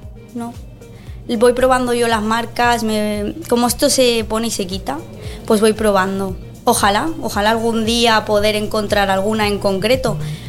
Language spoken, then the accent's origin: Spanish; Colombia; now in Spain; Yo soy colombiana, pero me he criado aquí.